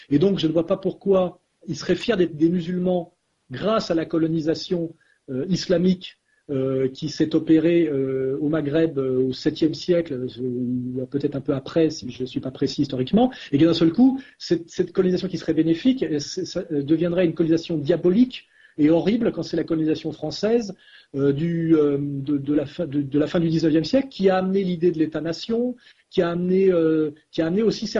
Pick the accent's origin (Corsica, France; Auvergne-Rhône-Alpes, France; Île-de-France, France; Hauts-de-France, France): Auvergne-Rhône-Alpes, France; moi, Savoyard, ai dû réussir à devenir un bon petit Français il y a un siècle, alors qu'en tant que Savoyard, j'étais considéré comme les Bretons, comme un Arabe